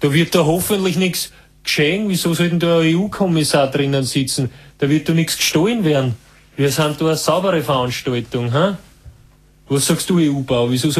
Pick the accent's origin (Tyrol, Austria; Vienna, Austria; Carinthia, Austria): Carinthia, Austria; Na, bei uns in Kärnten herunten ist manchmal ja ein bisschen gepfeffert.